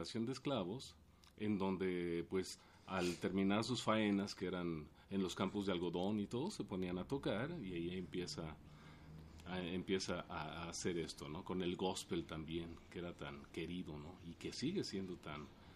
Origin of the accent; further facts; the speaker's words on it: Tijuana, Baja California, Mexico; yo vengo de Tijuana, Baja California. Entonces en Tijuana yo empecé a oír todo esto porque en los 70s era el auge